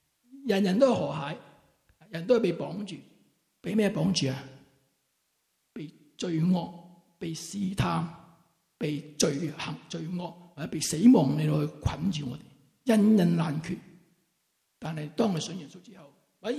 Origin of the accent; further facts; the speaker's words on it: Wong Tai Sin, Kowloon, Hong Kong; 因为我是在黄大仙出生，黄大仙成长，黄大仙庙后面就是我出世的地方